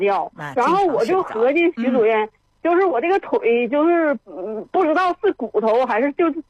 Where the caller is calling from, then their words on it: Shenyang, Liaoning, China; 我沈阳的。